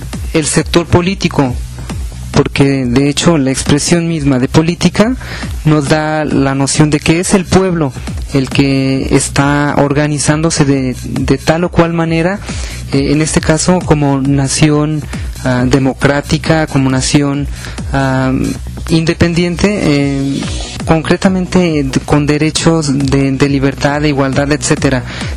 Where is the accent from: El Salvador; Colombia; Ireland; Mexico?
Mexico; Eso me permite a mí, independientemente de cuál sea mi procedencia en alguno de los estados de la República, identificarme contigo como mexicano